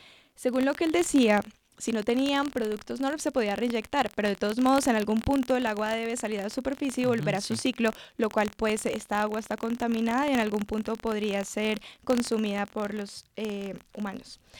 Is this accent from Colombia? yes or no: yes; Colombia; nosotros como colombianos tenemos que saber y cuidar nuestro territorio